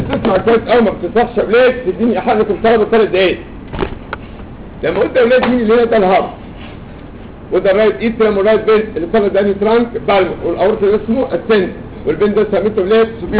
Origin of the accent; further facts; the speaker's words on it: Egypt; كلنا كده يعني انا منكم احنا مصريين ما اعرفش في الدول العربيه بيعملوا ايه